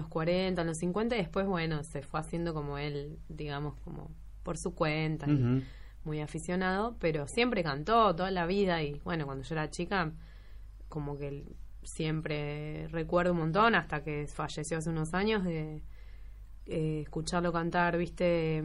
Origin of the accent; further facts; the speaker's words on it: La Plata, Buenos Aires Province, Argentina; accent: porteño; De hecho, mis amigas dicen que yo no tengo acento platense, que yo no estaría sabiendo cuál es el acento platense, pero...